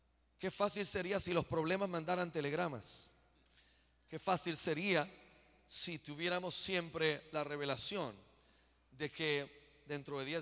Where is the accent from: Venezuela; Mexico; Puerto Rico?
Puerto Rico; yo soy boricua y como el coquí